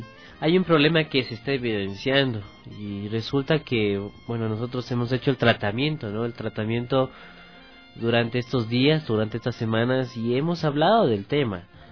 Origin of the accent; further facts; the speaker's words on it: Ecuador; Cómo vivimos como ecuatorianos también